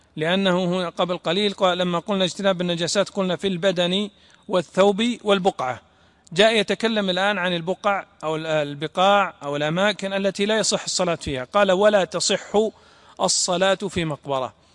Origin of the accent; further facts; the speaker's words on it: Najd, Saudi Arabia; فمثلا عندنا في نجد كانوا ويضعون أحسن ما تجبر به الأيدي